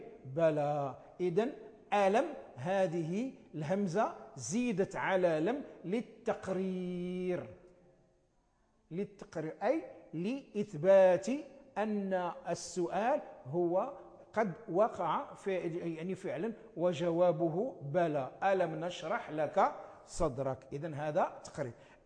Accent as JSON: {"language": "Arabic", "country": "Morocco", "said": "نسميها نحن في عرفنا عندنا في المغرب نسميها لا الناهية،"}